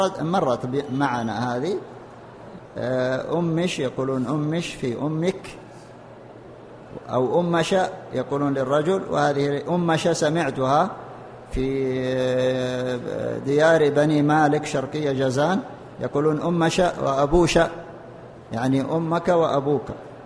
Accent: Saudi Arabia; المنتشر الآن في لغتنا في السعودية في لهجتنا في القاف في اللهجة المحلية غير الفصحى، نحن لا نتكلم بالقاف إلا في القرآن وفي الدروس والمحاضرات، لكن بقية كلامنا نقول قال يقول

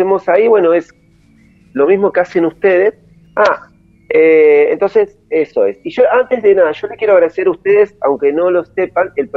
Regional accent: Avellaneda, Buenos Aires Province, Argentina; Yo soy de Avellaneda.

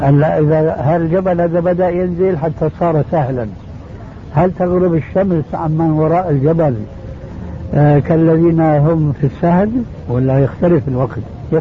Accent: Jordan; خاصة عندنا في الأردن

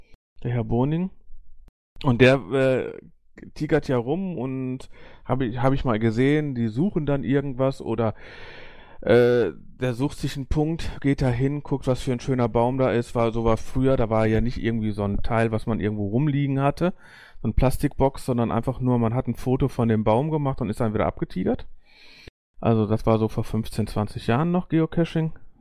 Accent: North Rhine-Westphalia, Germany; Ich komme aus dem Ruhrpott, ich darf das sagen.

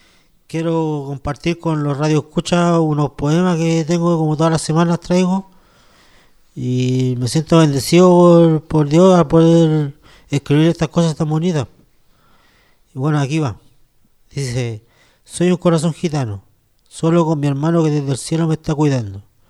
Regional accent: Santiago, Santiago Metropolitan Region, Chile; yo vengo de Santiago, de Peñalolén

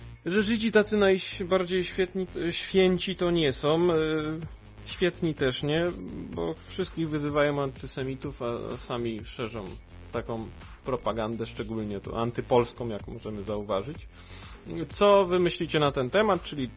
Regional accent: Sochaczew, Masovian Voivodeship, Poland; bo ja jestem z Sochaczewa, tu nieskromnie się przyznam

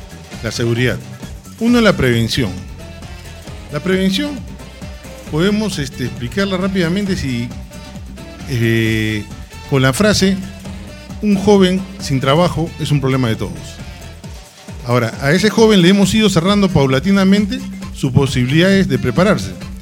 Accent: Bellavista, Callao, Peru; yo nací en el Callao, nací en Bellavista, en la maternidad de Bellavista, el 1 de abril de 1959, he estudiado de transición en el Colegio San Antonio Marianista de Bellavista, y sigo viviendo en el Callao, soy un chalaco que he vivido y sigo viviendo en el Callao.

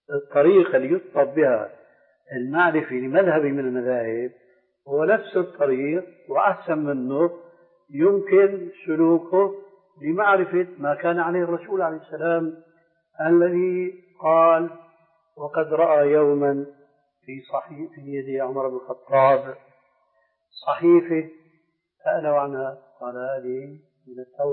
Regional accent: Damascus, Damascus Governorate, Syria; هناك عندنا في دمشق

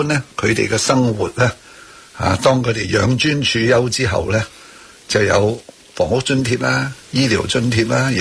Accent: Hong Kong; 我香港人呢就係、是、长期处于一个经济增长

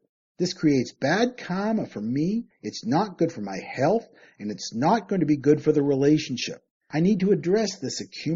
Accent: Canada; Growing up in Canada, I was raised Christian and I went to church most Sundays.

